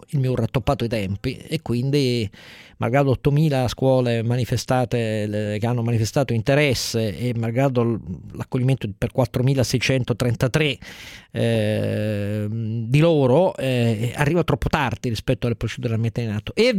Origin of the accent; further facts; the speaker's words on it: Piedmont, Italy; Io sono piemontese